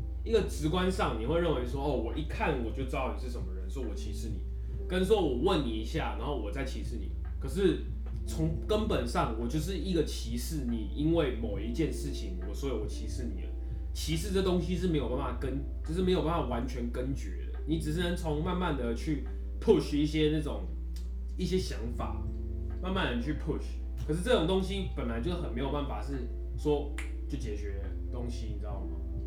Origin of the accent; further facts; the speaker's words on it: Taiwan; 我觉得我没办法不说我是台湾人，我就是他妈台湾人，我从小到大就是在台湾长大，我的祖先也都是在台湾。